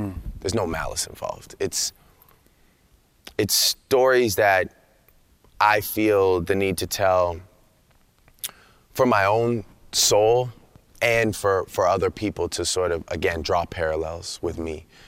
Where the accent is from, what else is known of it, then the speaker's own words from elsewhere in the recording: Toronto, Ontario, Canada; because you know, I'm from Toronto. I'm from a place where it's a true mosaic.